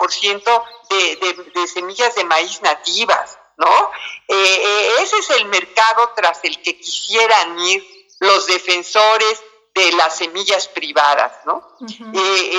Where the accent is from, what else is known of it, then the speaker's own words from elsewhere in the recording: Mexico; somos intolerantes los mexicanos, las mexicanas a la lactosa